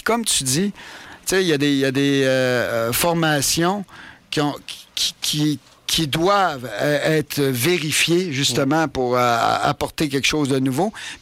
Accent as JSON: {"language": "French", "town": "Chicoutimi", "region": "Quebec", "country": "Canada", "said": "moi, je viens de Chicoutimi."}